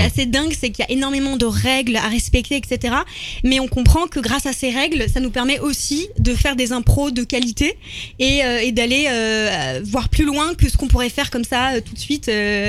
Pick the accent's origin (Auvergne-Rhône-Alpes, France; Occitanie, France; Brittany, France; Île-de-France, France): Île-de-France, France; Je viens du Val d'Oise à la base.